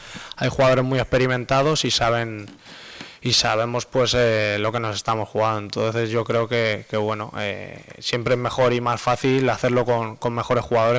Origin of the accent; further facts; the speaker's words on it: Madrid, Community of Madrid, Spain; En Madrid, pues bueno, somos los dos de Madrid